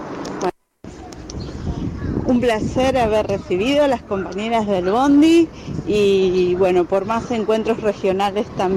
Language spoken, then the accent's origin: Spanish; Rosario, Santa Fe, Argentina; soy de Rosario